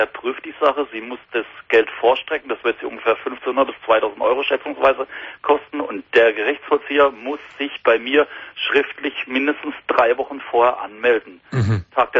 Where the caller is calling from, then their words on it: Karlsruhe, Baden-Württemberg, Germany; Ich kann es ruhig sagen, ich komme aus Karlsruhe.